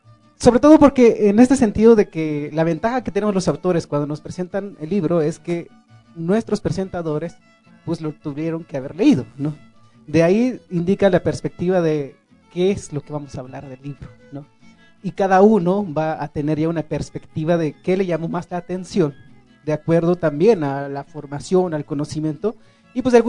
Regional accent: Chiapas, Mexico; first language Tzotzil; Spanish is a second language; yo crecí hablando mi lengua tzotzil hasta los 16 años cuando vine a la ciudad y aprendí el español porque pues si no aprendía no podía estudiar

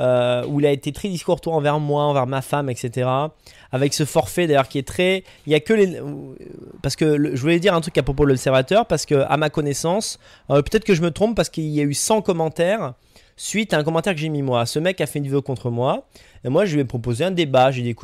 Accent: Grenoble, Auvergne-Rhône-Alpes, France; born there; Non, je suis né à Grenoble, hein, mais je veux dire, moins 30, faut aimer.

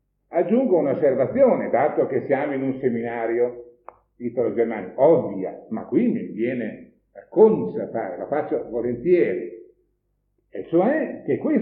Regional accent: Bologna, Emilia-Romagna, Italy; io stesso sono bolognese di nascita, voglio dire di formazione

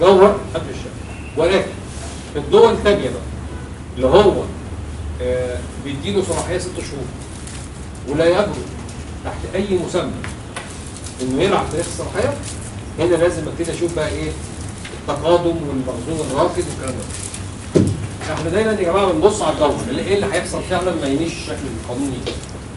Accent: Egypt; أو العرف عندنا في مصر إن هو بيعمل تسويات،

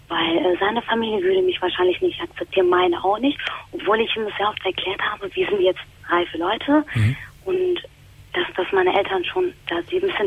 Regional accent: Turkey; und ich bin Moslem. Also ich bin eine Türkin

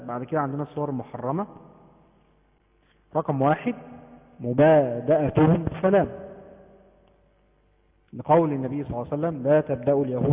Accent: Egypt; زي عندنا في مصر

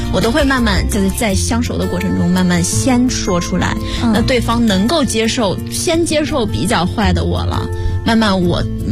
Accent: Sichuan, China; 因为我是四川人，我不吃辣我会死。

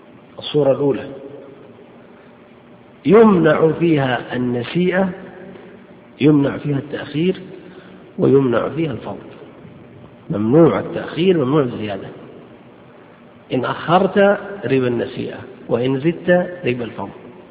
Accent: Saudi Arabia; عندنا في السعودية قرروا أن كل عملة تعتبر جنسا مستقلا

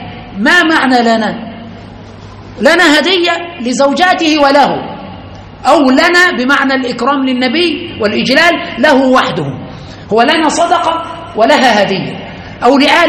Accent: Aswan, Aswan Governorate, Egypt; كثير من الناس يعني عندنا في أسوان وفي كثير من البلدان هم من آل البيت

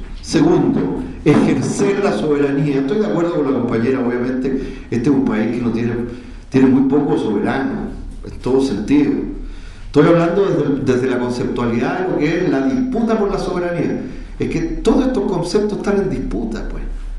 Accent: Chile

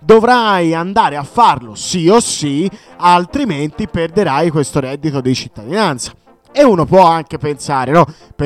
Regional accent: Tuscany, Italy; io che sono toscano ho delle amicizie che lavorano nei CAF, tipo nel capoluogo, quindi a Firenze

